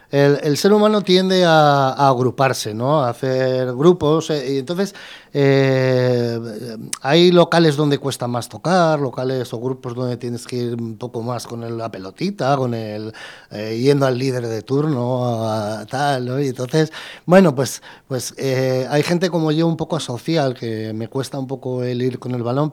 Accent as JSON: {"language": "Spanish", "town": "Madrid", "region": "Community of Madrid", "country": "Spain", "said": "Soy madrileño y amo mi ciudad"}